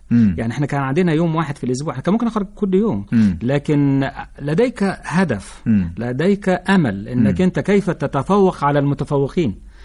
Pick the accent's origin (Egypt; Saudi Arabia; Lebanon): Egypt; Sohag, Sohag Governorate; احنا كان عندنا في سوهاج، وأنا من سوهاج،